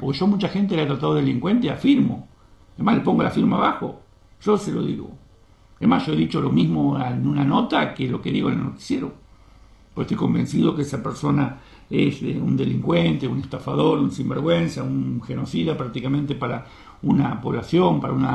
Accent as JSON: {"language": "Spanish", "country": "Argentina", "tie": "born or raised there", "said": "Y yo me crié con ese dolor, como todo argentino, de lo que pasó en Malvinas."}